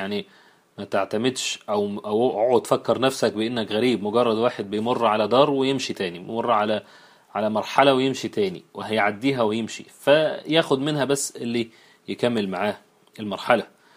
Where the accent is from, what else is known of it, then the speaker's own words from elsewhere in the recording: Egypt; والعجوز اللي احنا بنقولها احنا كمصريين على الكبير في السن